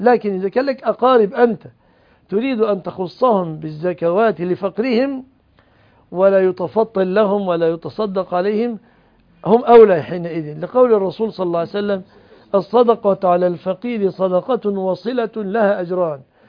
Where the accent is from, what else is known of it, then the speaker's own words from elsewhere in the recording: Egypt; الموظف عندنا في مصر ما بياخذ قوت سنته من شغله